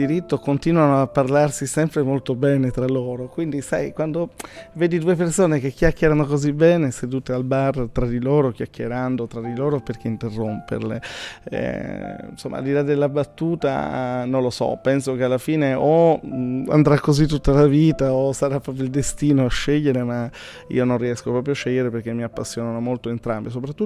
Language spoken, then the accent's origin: Italian; Pordenone, Friuli-Venezia Giulia, Italy; fermarmi a un'ora da casa mia, io sono di Pordenone